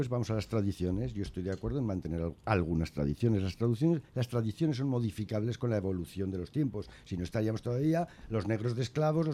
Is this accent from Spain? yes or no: yes; Spain; Yo soy muy español y puedo convivir con 3 banderas